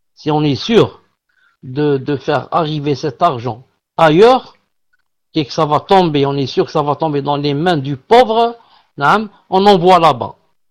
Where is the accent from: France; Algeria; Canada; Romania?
Algeria; Un pauvre chez nous en Algérie, c'est quelqu'un de riche